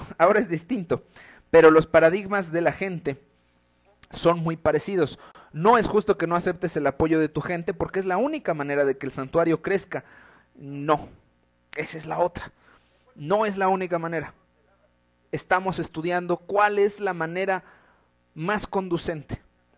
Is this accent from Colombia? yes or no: no; Mexico; Yo creo que soy un mexicano